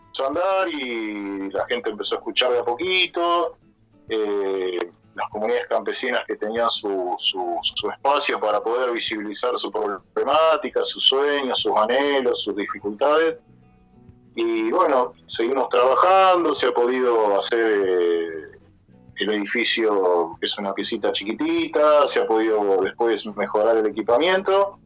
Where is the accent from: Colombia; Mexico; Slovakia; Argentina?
Argentina; Buenos Aires; moved away; como cura que vine de Buenos Aires, que fui formado, digamos, en Buenos Aires